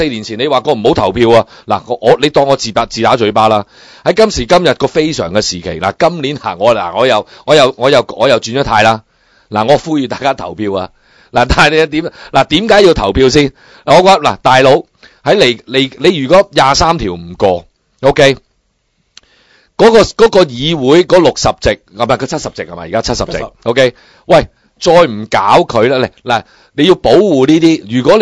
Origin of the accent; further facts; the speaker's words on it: Hong Kong; 我哋自己作為香港人，我哋都覺得陌生啊。